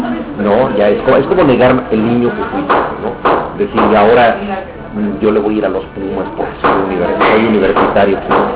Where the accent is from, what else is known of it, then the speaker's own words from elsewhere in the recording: Mexico City, Mexico; No, yo viví en Mixcoac, yo soy del barrio de Mixcoac